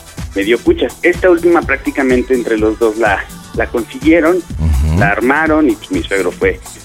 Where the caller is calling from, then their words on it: Gustavo A. Madero, Mexico City, Mexico; Pues estamos acá en la Gustavo Madero.